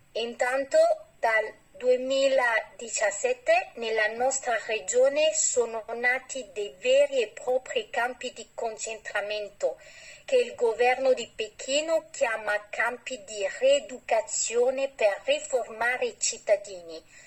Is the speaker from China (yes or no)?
yes; Xinjiang, China; Italian is a second language; now in France; sono partita dalla mia terra perché non vedevo nessuna alternativa possibile se non questa. Adesso vivo in Francia con mio marito e mia figlia.